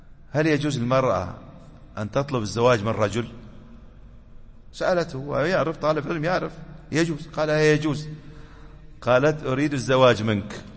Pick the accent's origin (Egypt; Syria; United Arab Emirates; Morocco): United Arab Emirates; أحد المشايخ طلبة العلم عندنا في الإمارات